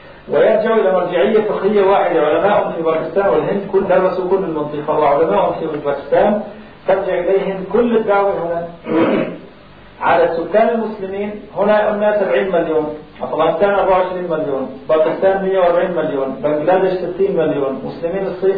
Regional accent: Aleppo, Aleppo Governorate, Syria; born there; إحنا كانتماء لأمي أنا إيش بهمني إني أنا جاهد في حلب مسقط رأسي؟

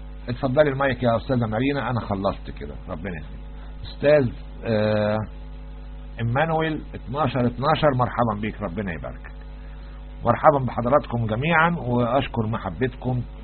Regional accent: Egypt; يعني عندنا نوادي أجنبية في مصر

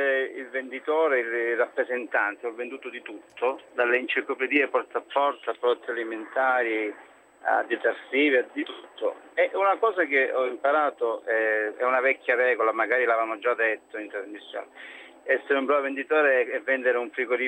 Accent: Crotone, Calabria, Italy; now in Como, Italy; io chiamo da Como, ma sono calabrese, sono di Crotone.

